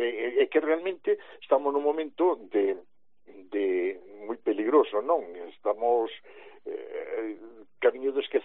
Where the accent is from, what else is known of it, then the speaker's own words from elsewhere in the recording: Galicia, Spain; somos todos de orixe, somos galegos, evidentemente